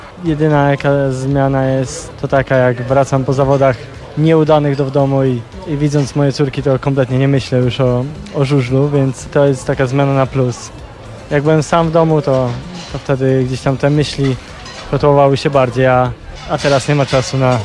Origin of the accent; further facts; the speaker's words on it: Wrocław, Lower Silesian Voivodeship, Poland; Kocham to miasto, kocham klub. Jestem z Wrocławia.